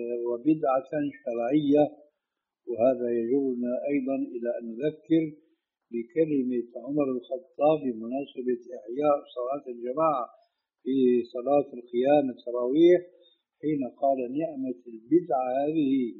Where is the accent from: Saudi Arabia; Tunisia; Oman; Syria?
Syria; كما يقولون عندنا في سوريا